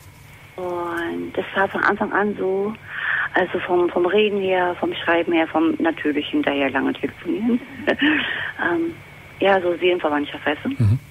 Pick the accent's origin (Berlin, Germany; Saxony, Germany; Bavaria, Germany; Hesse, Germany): Berlin, Germany; So, mein Thema ist, ich bin aus Berlin.